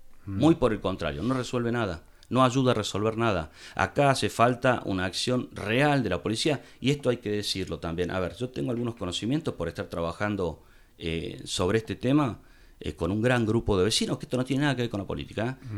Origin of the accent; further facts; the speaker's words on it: Capilla del Monte, Córdoba, Argentina; Por lo menos los que somos de Capilla del Monte conocemos todos.